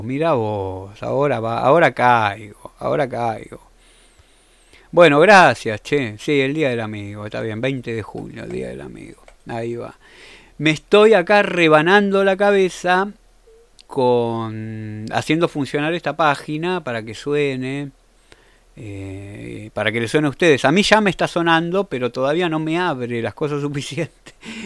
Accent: Argentina; Me voy a comer un sándwich de milanesa, como buen argentino que soy.

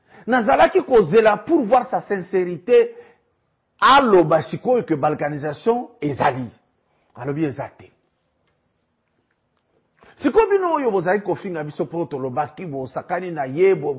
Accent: DR Congo; le président est bien-aimé ici chez nous en RDC

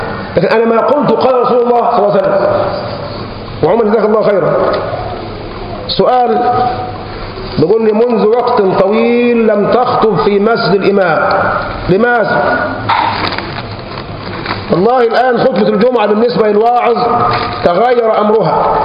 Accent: Egypt; احنا كشعب مصري شعب مغلوب بالعاطفه، مهزوم بالعاطفه.

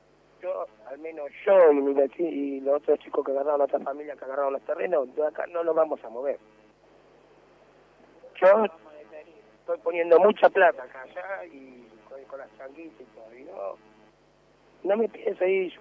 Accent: Moreno, Buenos Aires Province, Argentina; Yo soy nacido, criado en Moreno.

